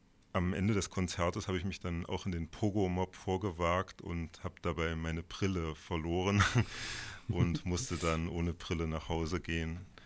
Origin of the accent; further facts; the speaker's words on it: West Germany, Germany; ich komme aus Westdeutschland, das wollte ich nochmal betonen, um meine Sozialisation.